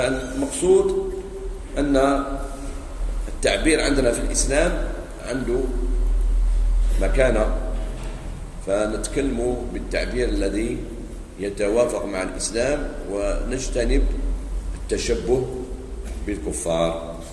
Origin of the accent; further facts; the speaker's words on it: Algeria; كاين واحد عند بعض المناطق عندنا في الجزائر